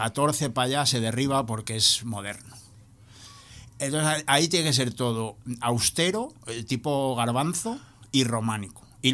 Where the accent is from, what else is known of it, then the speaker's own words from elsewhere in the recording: Zamora, Castile and León, Spain; Gran parte de las explicaciones que os tengo que dar es que soy de Zamora.